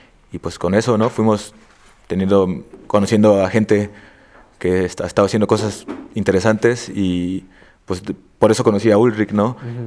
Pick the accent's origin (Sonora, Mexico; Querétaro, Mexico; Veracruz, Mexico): Veracruz, Mexico; Coatzacoalcos; nosotros somos de Coatzacoalcos. Yo soy de Coatzacoalcos, de un barrio que se llama Primero de Mayo, que está pegado ahí a las vías del tren. Y pues en los noventas era, hasta ahora, es un lugar bastante peligroso